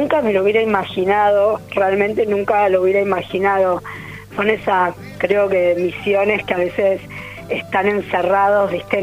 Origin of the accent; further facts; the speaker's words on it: Buenos Aires, Argentina; born there; Yo nací en Buenos Aires, pero me siento re santiagueña.